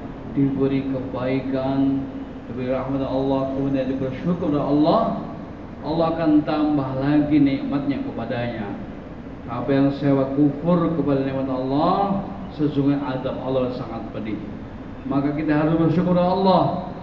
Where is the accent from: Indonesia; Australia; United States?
Australia; Sydney, New South Wales; Indonesian is a second language; saya ini berasal dari Sydney, saya sebenarnya baru masuk Islam, kurang lebih baru 17 tahun yang lalu.